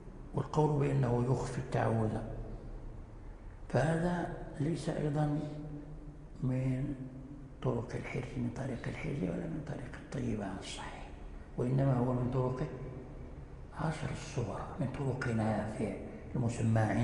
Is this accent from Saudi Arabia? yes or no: no; Morocco; ولذلك جرى العمل عندنا في المغرب